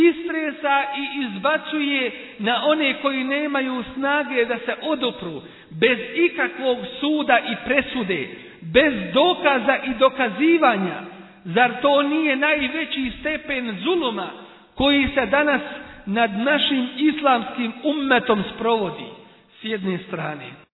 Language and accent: Bosnian; Bosnia & Herzegovina; Kod nas u Bosni, ako nije jedan dio, ako nije cijelu, onda jeste jedan dio.